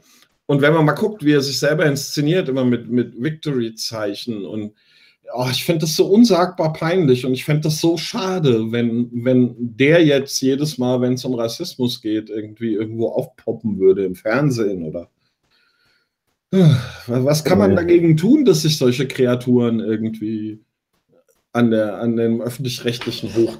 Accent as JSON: {"language": "German", "country": "Vietnam", "said": "ich komme aus Vietnam und so."}